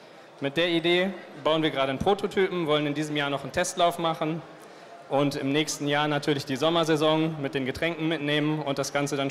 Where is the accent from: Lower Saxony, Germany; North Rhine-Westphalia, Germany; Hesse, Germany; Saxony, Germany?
Hesse, Germany; Frankfurt; Ich bin aus Frankfurt